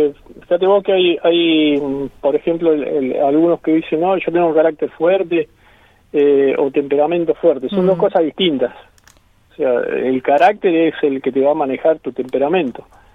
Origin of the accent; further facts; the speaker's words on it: Buenos Aires, Argentina; Yo soy de Buenos Aires, en Buenos Aires.